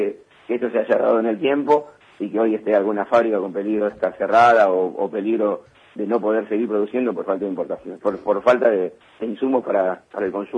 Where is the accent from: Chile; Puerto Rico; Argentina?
Argentina; vos viste cómo somos los argentinos.